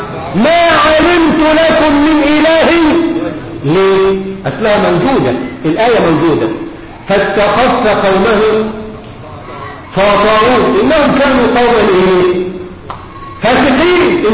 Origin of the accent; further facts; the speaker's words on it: Egypt; مش بقول كده عشان أنا مصري.